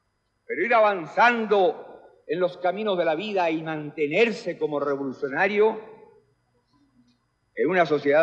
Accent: Chile; Vengo de Chile, un país pequeño, pero donde hoy cualquier ciudadano es libre de expresarse como mejor prefiera, de irrestricta tolerancia cultural, religiosa

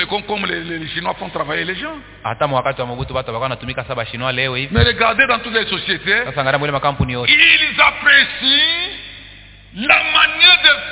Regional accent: DR Congo; Dans les années passées ici chez nous au Congo, on apprenait comment on violait les femmes

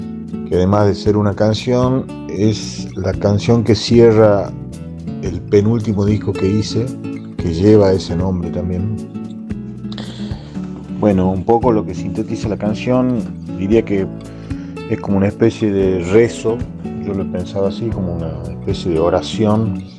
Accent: Tucumán, Argentina; now in Buenos Aires, Argentina; Soy un músico tucumano, radicado en Buenos Aires.

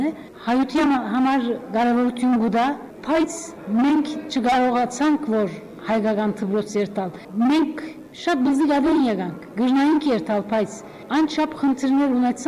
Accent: Adıyaman, Turkey; born there; first language Turkish; Armenian is a second language; now in Istanbul, Turkey; բայց բոլսացի չեմ, Անատոլիա մեջ Ադիաման ծնած եմ, բոլոր ընտանիքը սալ Հոնգեի գերենք 70-ները, 40 տարի էի վեր Բոլիս Գաբրինք, հայլալով, հայախոս չեմ, վերջերս սորվեցա

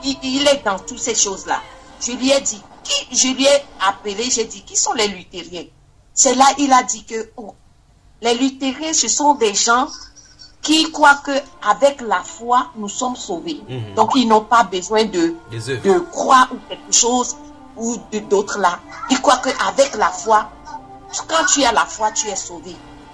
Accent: Togo; J'ai dit, je viens du Togo.

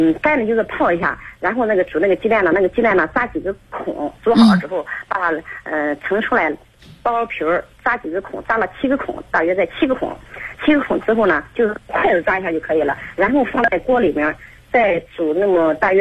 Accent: Xuzhou, Jiangsu, China; 好了，我是徐州的

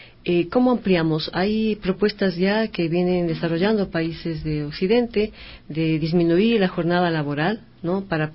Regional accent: Ecuador; que apelan al tema de que somos, los ecuatorianos somos vagos

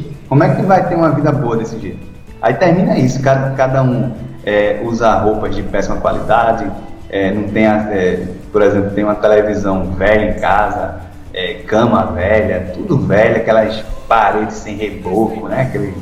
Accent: Pernambuco, Brazil; eu sou de Pernambuco e já encontrei alguns membros aqui

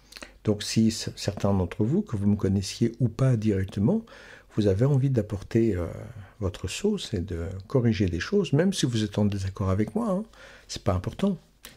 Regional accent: Quebec, Canada; Je viens du Québec, je te dis. Je trouve que c'est un pays drôlement chouette.

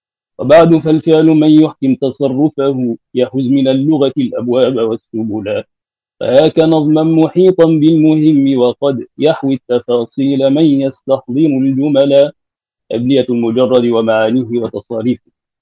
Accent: Egypt; عندنا في مصر لا يعتنون بهذه المنظومات

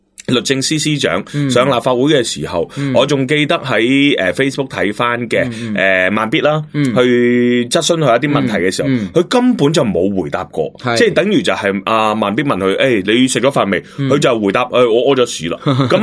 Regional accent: Hong Kong; 佢唔会理我哋香港人嘅任何感受

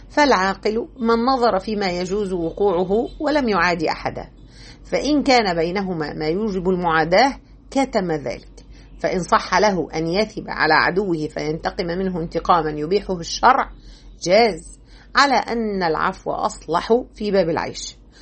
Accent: Egypt; الخطيرة دي نقدر نسميها بلغتنا احنا كمصريين

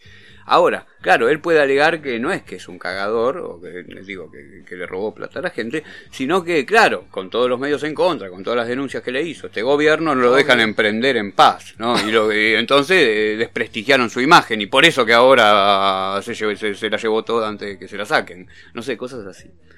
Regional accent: Merlo, Buenos Aires Province, Argentina; Mira, yo soy de Merlo, ¿no?

